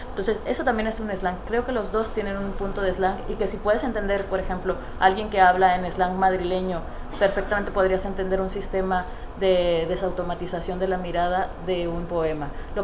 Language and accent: Spanish; Tijuana, Baja California, Mexico; Yo soy de Tijuana, por eso me dio risa cuando sacaste esto.